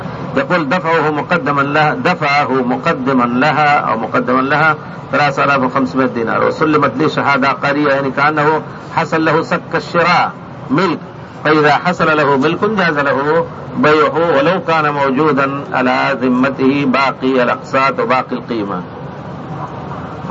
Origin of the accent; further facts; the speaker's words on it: Egypt; عندنا في مصر نستاجر الأرض فيها البستان مثلا البرتقال السنة والسنتين